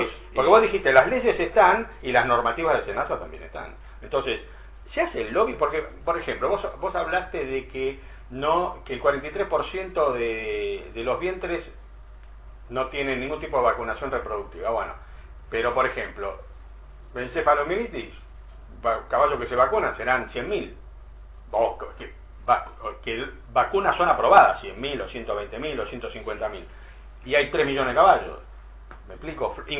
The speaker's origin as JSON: {"language": "Spanish", "country": "Argentina", "said": "Siempre, si lo queremos cambiar nosotros somos argentinos, no hay ningún cambio."}